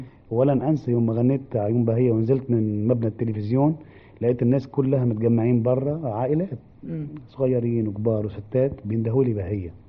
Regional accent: Tripoli, North Governorate, Lebanon; أنا بطبيعتي إحنا ولاد طرابلس ولاد الشمال، ربينا على حب مصر

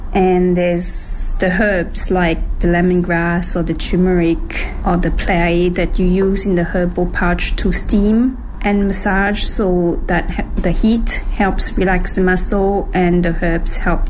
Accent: Thailand; moved away as an adult; now in Beijing, China; I'm from Thailand and I arrived in Beijing in 2000 as a student to learn Chinese back then.

